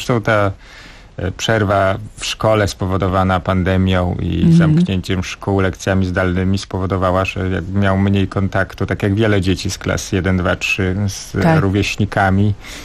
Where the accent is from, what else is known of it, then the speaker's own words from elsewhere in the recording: Bielsk Podlaski, Podlaskie Voivodeship, Poland; Ja pochodzę z mojego miasta na Podlasiu, które się nazywa Bielsk Podlaski.